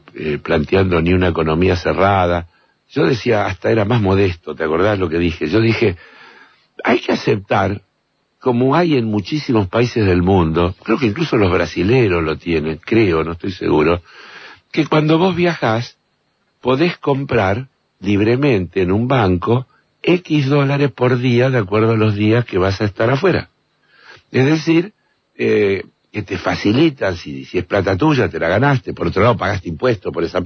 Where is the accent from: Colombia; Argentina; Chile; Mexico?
Argentina; ¿cuántos somos los argentinos?